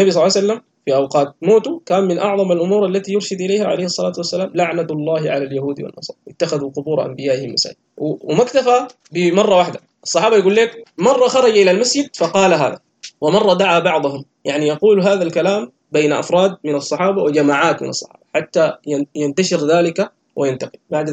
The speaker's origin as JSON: {"language": "Arabic", "country": "Sudan", "said": "عندنا في السودان وفي مصر"}